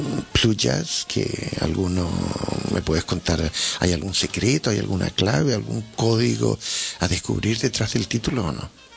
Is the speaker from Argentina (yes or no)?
no; Chile; yo como chileno y uno de cualquier otro sitio de Sudamérica, pues mira, somos sudamericanos